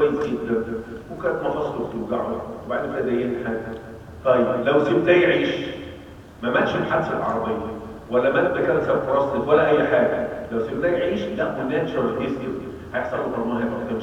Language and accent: Arabic; Egypt; البساتين عندنا في مصر هي الحته اللي بيدفنوا بيها الناس